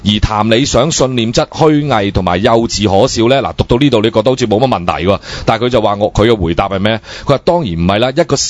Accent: Hong Kong

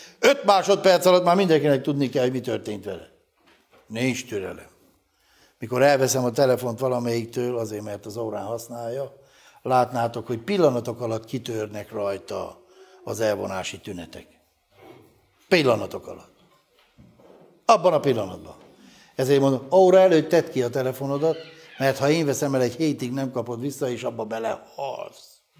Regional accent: Hungary; mivel mi magyarok vagyunk, testvéreim

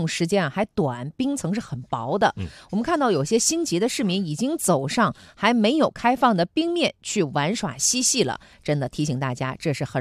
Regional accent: Dashiqiao, Liaoning, China; 是的，大石桥的嘛

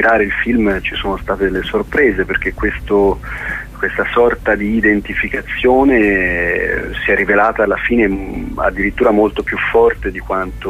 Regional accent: Florence, Tuscany, Italy; Diciamo che vengo da Firenze

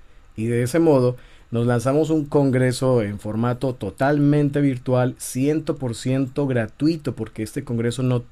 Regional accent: Colombia; also born or lived in Tijuana, Mexico; yo soy colombiano y vengo a Tijuana en ese año, en 2015. Luego me regreso en 2016, después de vivir aquí un poquito más de un año, y me regreso para Colombia. Y bueno, estoy yendo y viniendo, 6 meses acá, 6 meses allá y así.

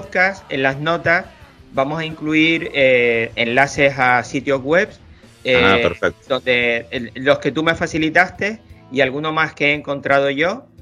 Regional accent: Canary Islands, Spain; yo soy casi del sur porque tú sabes que aunque soy políticamente español, las islas donde yo vivo están al lado de África y también somos una colonia española.

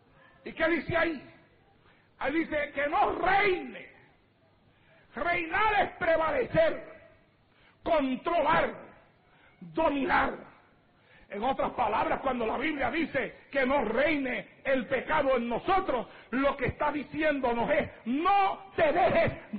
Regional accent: Santa Isabel, Puerto Rico; llegar a aquel momento en mi vida arrastrado allá en el pueblo de Santa Isabel, tirado en las calles de mi pueblo

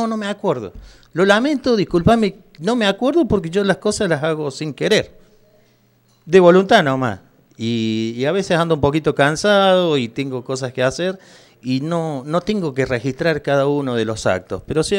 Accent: Córdoba, Argentina; como todo cordobés somos así, le sacamos una numerada a la situación.

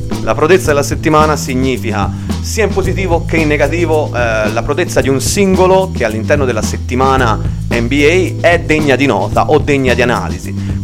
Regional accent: Tuscany, Italy; accent: Tuscan; perdonate il mio dialetto, io sono toscano, tante parole saranno pronunciate alla toscana, non proverò a modificarmi perché perderei di naturalezza

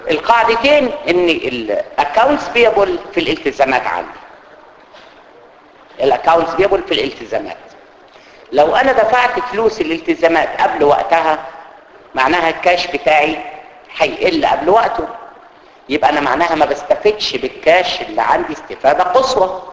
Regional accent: Egypt; ماليش دعوه انا بالبقاله اللي عندنا في مصر

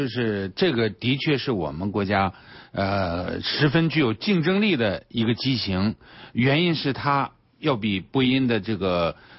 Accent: China; 我觉得这都是我们中国人自己独立自主设计的，

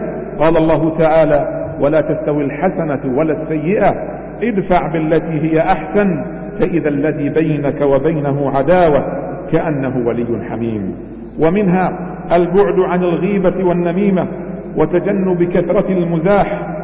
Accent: Bahrain; اللهم احفظ بلادنا البحرين من كل سوء ومكروه

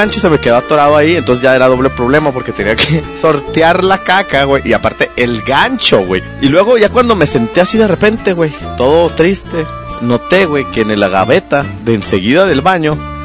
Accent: Mexico; Como soy mexicano, güey, revolví la casa de atrás para adelante

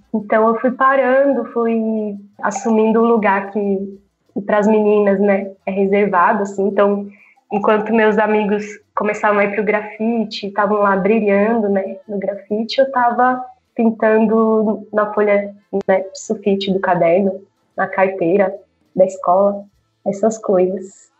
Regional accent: São Paulo, Brazil; eu sou daqui de São Paulo, da Zona Sul não, nasci na Vila Indiana, né? Mas até meu processo artístico começou aqui na Zona Sul

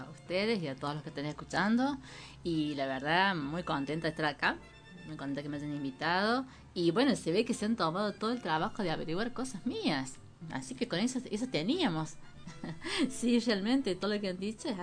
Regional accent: Villa Dolores, Córdoba, Argentina; soy nacida y criada en Villa Dolores. O sea, toda mi vida viví en Dolores.

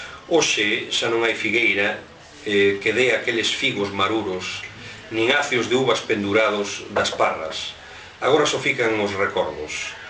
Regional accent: Allariz, Galicia, Spain; eu son de Allariz, xa comentastes, iso é inevitable. Mas tamén teño unha parte familiar na Limia, en concreto na Pereira, concello de Regui de Veiga.

